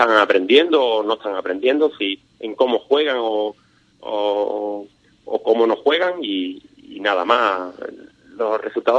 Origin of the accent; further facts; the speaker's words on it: Ubrique, Andalusia, Spain; la mayoría son de Ubrique, somos 9 de Ubrique